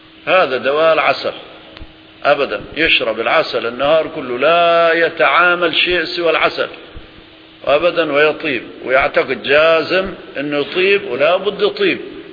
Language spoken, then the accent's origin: Arabic; Aleppo, Aleppo Governorate, Syria; فمثلا القبور عندنا في سوريا خاصة في حلب يكلف مبلغ ضخم